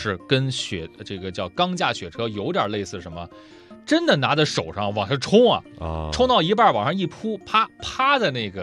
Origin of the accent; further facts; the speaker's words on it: Dalian, Liaoning, China; 我小时候是在大连，大连是一个山城啊，它那个坡很多